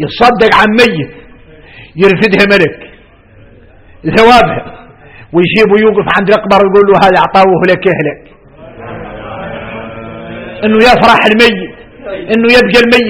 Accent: Mauritania; احنا وارث موريتاني احنا موريتاني

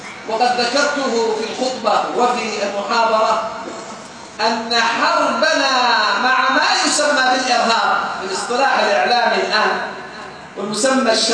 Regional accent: Saudi Arabia; والله أنا سعودي مساكين

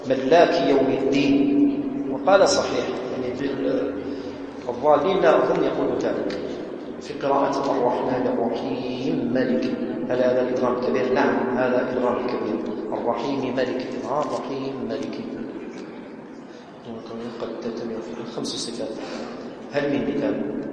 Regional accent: Algeria; يعني إحنا جزائريين، خاصة الجزائريين عموما ما قراوش هكذا

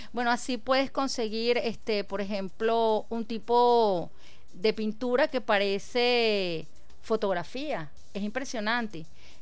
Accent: Venezuela; Y entonces ahora es sentir ese orgullo, soy venezolano

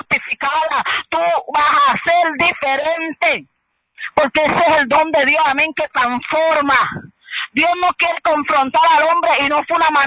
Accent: Puerto Rico; nosotros somos los boricuas los más que adoramos

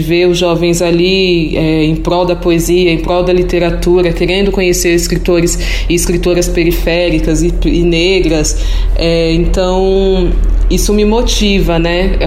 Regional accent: Pirituba, São Paulo, Brazil; sou moradora de Pirituba, cresci, nasci em Pirituba, então foi uma infância, uma adolescência sem apoio desses equipamentos, né?

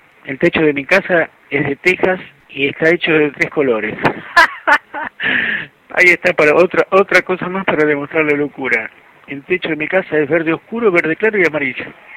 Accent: Mataderos, Buenos Aires, Argentina; also born or lived in Caballito; Yo viví... No nací en Caballito. Y de chiquito fui, bueno, de nacido fui a vivir a la República de Mataderos.

